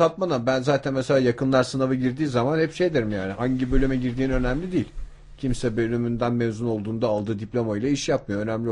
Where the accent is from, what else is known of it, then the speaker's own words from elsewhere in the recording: İzmir, Turkey; Ben İzmir'de çok dar bir çevrede büyüdüm. İşte evet. Alsancak çocuğu denen o adamlardan yani böyle yürüme mesafesinde bir dünyada yaşıyorsun